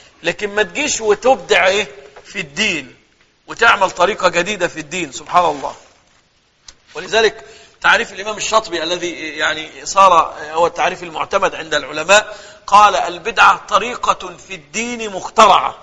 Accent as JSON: {"language": "Arabic", "country": "Egypt", "said": "تلاقي اغلب القراء عندنا في مصر من الريف"}